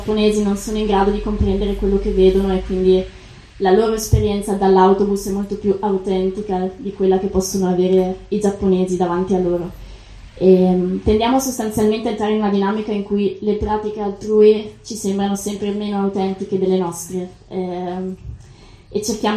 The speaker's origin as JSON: {"language": "Italian", "town": "Venice", "region": "Veneto", "country": "Italy", "said": "Diciamo, io vengo da Venezia, Venezia lo è da molto tempo"}